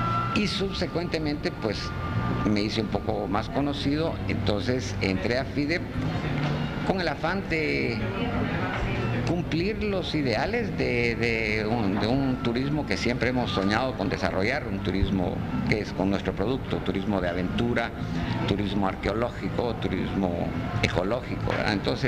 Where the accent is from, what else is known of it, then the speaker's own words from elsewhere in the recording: Amatitlán, Guatemala Department, Guatemala; moved away as an adult; now in Petén, Guatemala; Aunque mi infancia la crecí en Amatitlán, o sea, donde mi familia vivía en Amatitlán, y el nacer pues fue el incidente de ir a un hospital en la ciudad. Y me trasladé al Petén a los 20 años de edad.